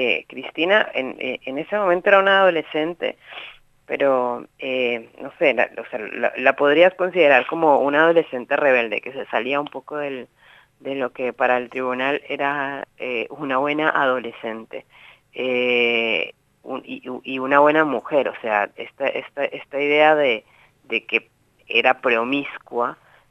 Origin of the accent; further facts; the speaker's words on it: Colombia; now in Buenos Aires, Argentina; Yo soy colombiana, yo recién había llegado de Colombia